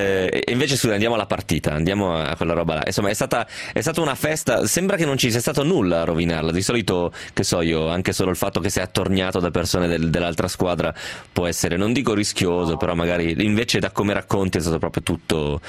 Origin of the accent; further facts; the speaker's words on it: Bari, Apulia, Italy; io ovviamente sono di Bari.